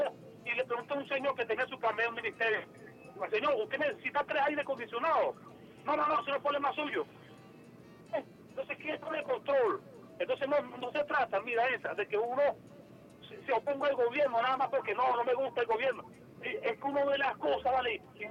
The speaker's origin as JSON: {"language": "Spanish", "country": "Venezuela"}